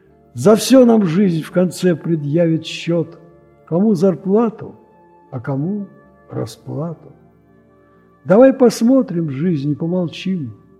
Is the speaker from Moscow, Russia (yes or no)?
yes; Moscow, Russia; Я москвич, пенсионер.